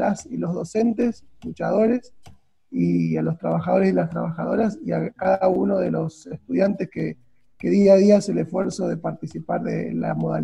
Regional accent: Argentina; algo mucho más cercano en nuestra historia como argentinas y argentinos

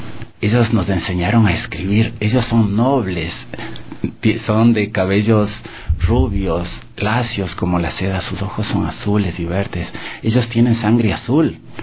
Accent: Quito, Pichincha, Ecuador; also born or lived in Salinas; Yo soy de Salinas, del Valle del Chota. Tenía 4 años cuando venimos acá a Quito.

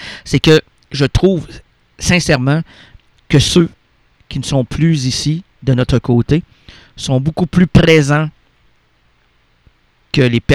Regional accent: Quebec, Canada; selon mon numéro d'assurance sociale ou mon passeport, c'est que je suis un Québécois errant, moi, qui n'aime pas la superficialité

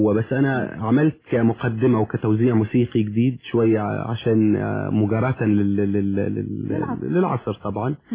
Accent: Suwayda Governorate, Syria; وانا من سوريا طبعا من محافظة اسمها محافظة السويداء او ما يسمى جبل العرب تولد 4-5 بلاش نقول امتى

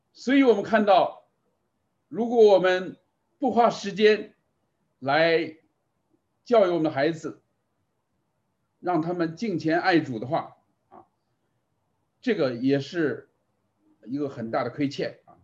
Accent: China; 可是我们很多中国的家长啊，觉得孩子还小就送给自己的父母放回国内去看了啊

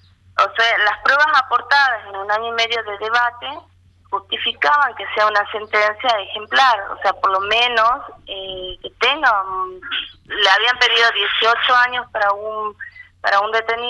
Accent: Tucumán, Argentina; soy de Tucumán.

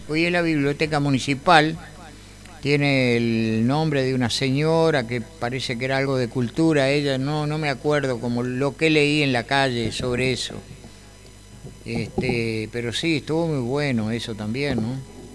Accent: Montevideo, Uruguay; yo soy oriundo de Montevideo, el barrio Atahualpa. Y siempre me quedé por esa zona

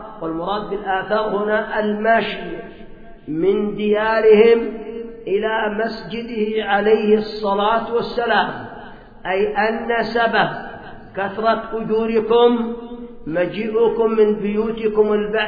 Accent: Yemen; وعندنا في اليمن بنو سلمة هؤلاء في وصاب السابع

